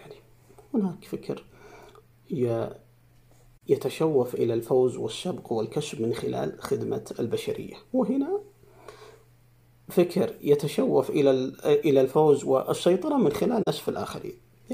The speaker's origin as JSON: {"language": "Arabic", "country": "Saudi Arabia", "said": "نحن كمجتمع سعودي عربي مسلم"}